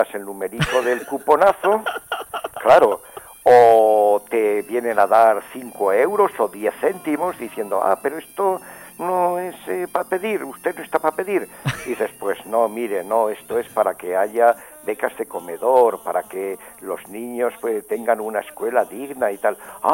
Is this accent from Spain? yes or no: yes; Aragon, Spain; porque yo soy aquí muy aragonés, llamo mucho a mi tierra